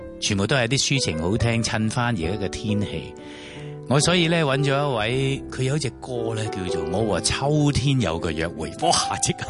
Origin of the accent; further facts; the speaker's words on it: Hong Kong; 我哋喺香港长大